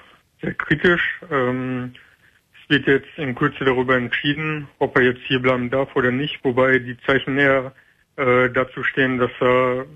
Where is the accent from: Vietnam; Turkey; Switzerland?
Turkey; Ich bin Türke.